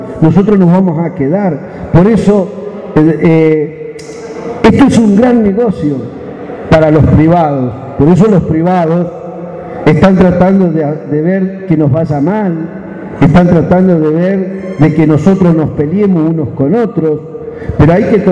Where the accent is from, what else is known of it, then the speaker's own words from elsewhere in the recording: Neuquén, Argentina; para nosotros, como patagónico, quiero hacer un planteo. Nosotros que somos de la Patagonia, no somos la pampa húmeda. Yo he tenido la suerte hoy de estar recorriendo todo el país, pero soy de una provincia de Neuquén